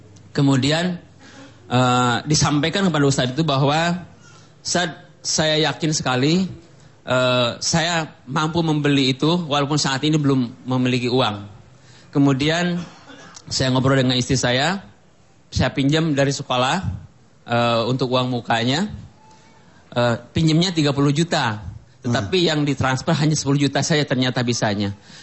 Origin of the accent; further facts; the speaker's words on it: Bogor, West Java, Indonesia; Saya dari Bogor.